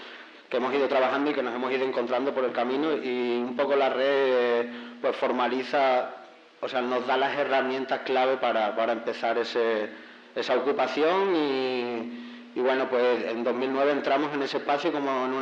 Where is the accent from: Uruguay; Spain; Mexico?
Spain; now in Colombia; vengo de España